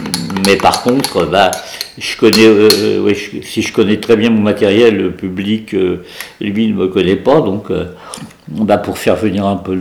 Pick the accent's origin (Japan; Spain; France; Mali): France; Paris, Île-de-France; born there; le 12e, donc avenue Daumesnil, ma mère a accouché avenue Daumesnil, voilà. Et donc, je suis né à Paris, et depuis que je suis majeur, je vis à Paris.